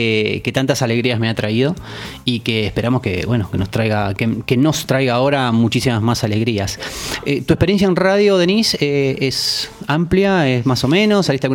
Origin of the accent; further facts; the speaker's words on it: Buenos Aires, Argentina; Claro, que somos porteños.